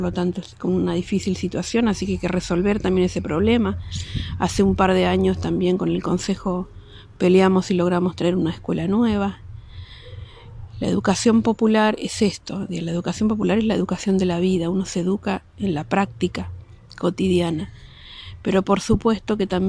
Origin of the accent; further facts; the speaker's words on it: Chaco, Argentina; Vivo ahí hace más de 30 y pico de años. Vinimos con mis viejos, fueron varias mudanzas, pero venimos del Chaco, yo soy chaqueña.